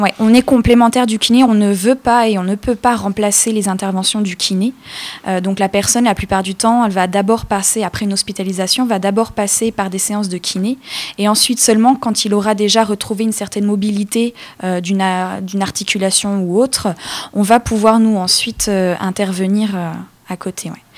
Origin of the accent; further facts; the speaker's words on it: Orléans, Centre-Val de Loire, France; Moi, par exemple, je viens de Orléans.